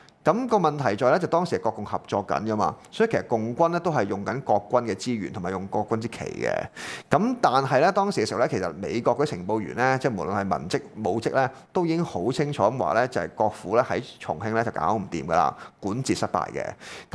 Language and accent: Cantonese; Guangdong, China; 就所以點解我係廣東人啦嚇？